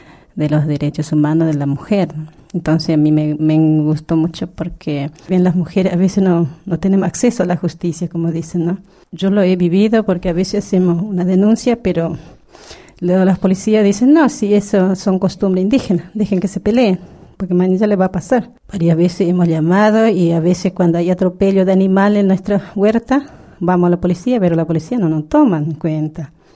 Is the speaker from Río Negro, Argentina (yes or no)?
no; La Palma, Chaco, Argentina; soy de La Palma, departamento de Bermejo, Chaco.